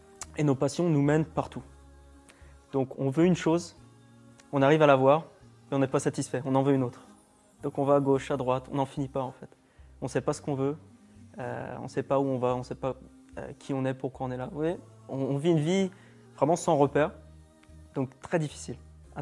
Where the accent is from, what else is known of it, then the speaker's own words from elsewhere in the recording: France; now in Istanbul, Turkey; je suis français, j'ai 25 ans, je suis musulman depuis 4 ans, je me suis converti à l'âge de 21 ans en Égypte.